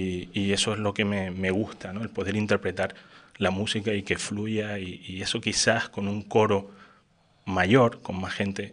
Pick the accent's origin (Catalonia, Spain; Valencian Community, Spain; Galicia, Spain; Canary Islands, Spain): Canary Islands, Spain; moved away as an adult; Yo soy de Lanzarote, desde que estando en el instituto allí, yo cantaba en coros allí y demás. Me vine a la universidad